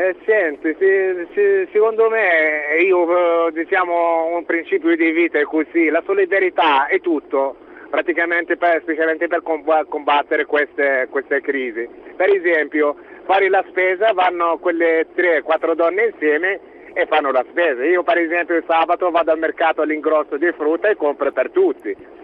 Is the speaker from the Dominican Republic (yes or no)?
no; Tunisia; Italian is a second language; Dalla Tunisia.